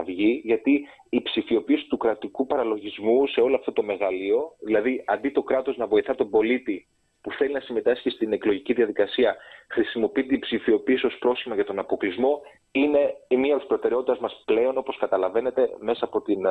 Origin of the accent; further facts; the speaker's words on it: Greece; now in Belgium; στο Βέλγιο, στο οποίο ζω επίσης και 60% του χρόνου μου, γιατί είμαι Έλληνας διασποράς τα τελευταία 10 χρόνια.